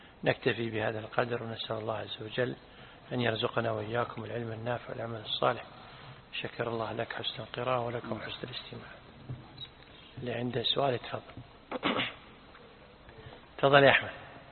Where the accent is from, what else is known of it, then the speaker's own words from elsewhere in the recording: Kuwait; لا، نحن عندنا بالكويت لا نحن يقول فلان يتشيطن